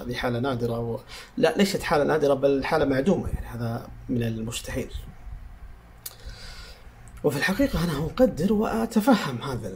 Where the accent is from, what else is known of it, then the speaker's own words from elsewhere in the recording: Saudi Arabia; حتى عندنا في السعودية